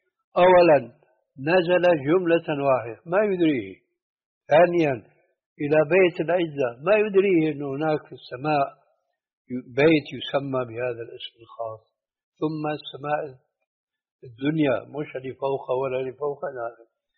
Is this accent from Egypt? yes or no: no; Syria; عندنا في سوريا